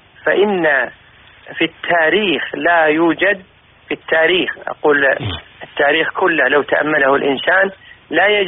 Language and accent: Arabic; Kuwait; أن الأمور التي صنعها أهل الكويت من المعروف المنتشر في البلدان كان له دور عظيم في إرجاع ديرتنا